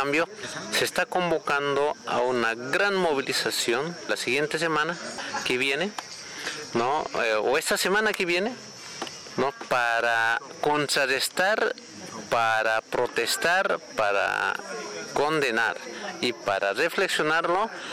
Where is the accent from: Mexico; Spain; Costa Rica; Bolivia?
Bolivia; nosotros como bolivianos tenemos la causa marítima que estamos demandando